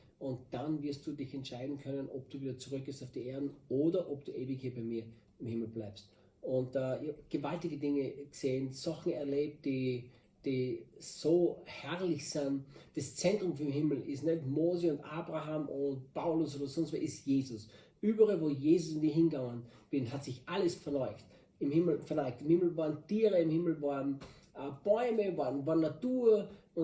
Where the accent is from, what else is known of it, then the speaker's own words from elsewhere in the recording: Styria, Austria; now in Brazil; ich bin Österreicher, ich bin Steirer, bin in der Steiermark aufgewachsen, bin 58 Jahre und bin seit vielen Jahrzehnten Christ